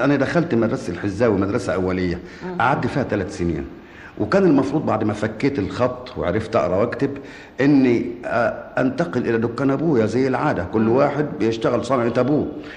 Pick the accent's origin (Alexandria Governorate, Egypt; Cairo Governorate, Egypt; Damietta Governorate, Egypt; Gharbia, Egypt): Damietta Governorate, Egypt; Damietta; born there; أنا ولدت في دمياط في 22/12 سنة 1908.